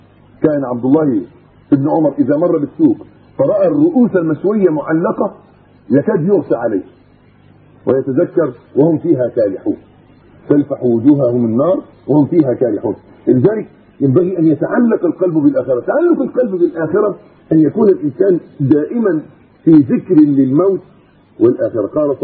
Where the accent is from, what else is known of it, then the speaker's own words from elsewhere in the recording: Egypt; حتى عندنا في مصر وفي غيره في كل مكان